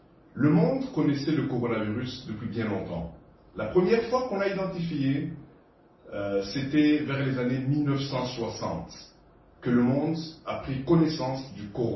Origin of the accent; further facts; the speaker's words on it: DR Congo; l'Université de Mbujimayi au Kasaï oriental chez nous au Congo. Je suis actuellement en mission humanitaire à Bamako, au Mali